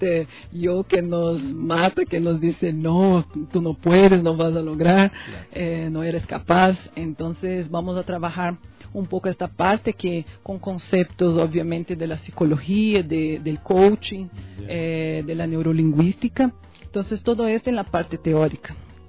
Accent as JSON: {"language": "Spanish", "town": "Macaé", "region": "Rio de Janeiro", "country": "Brazil", "tie": "born or raised there", "also_born_or_lived": "Campo Grande", "second_language": "Spanish", "moved": "as an adult", "lives_now": "Ecuador", "said": "Yo también soy una mezcla, digamos así. Yo nací en Campo Grande, Mato Grosso do Sul, que es en la región central de Brasil, pero a mis 14 años fui a vivir en Macaé, que es una ciudad de Río de Janeiro."}